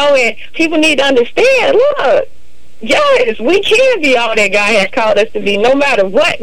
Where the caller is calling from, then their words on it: Florida, United States; I'm from Florida.